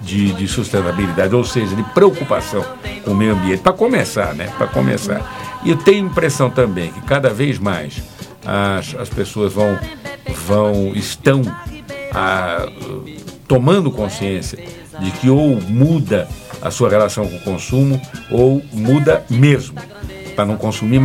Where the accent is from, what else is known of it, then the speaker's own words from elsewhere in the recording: São Paulo, Brazil; Eu sou paulista, hein? Eu sou paulista.